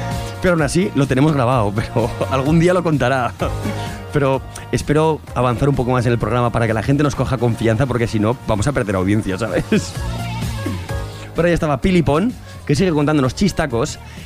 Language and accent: Spanish; Fraga, Aragon, Spain; Soy de Fraga